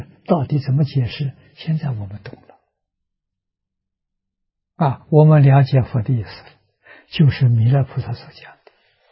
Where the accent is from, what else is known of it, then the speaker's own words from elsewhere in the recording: China; 纵然记载年月日，我们中国人也没办法去考察。